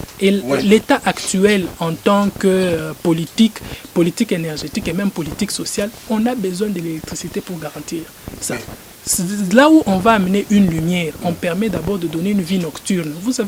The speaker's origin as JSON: {"language": "French", "town": "Lubumbashi", "region": "Haut-Katanga", "country": "DR Congo", "tie": "born or raised there", "said": "rondes dans la ville de Lubumbashi où j'ai grandi."}